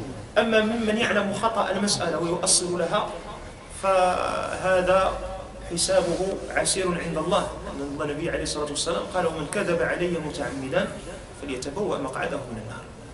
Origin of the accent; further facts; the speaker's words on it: Morocco; كانوا في حال السجادات عندنا في المغرب